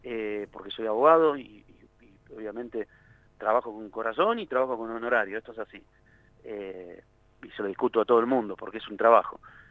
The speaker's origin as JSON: {"language": "Spanish", "town": "La Plata", "region": "Buenos Aires Province", "country": "Argentina", "tie": "born or raised there", "said": "yo soy de Tolosa, viví toda la vida en Tolosa, mis abuelos, mis viejos, todo de Tolosa."}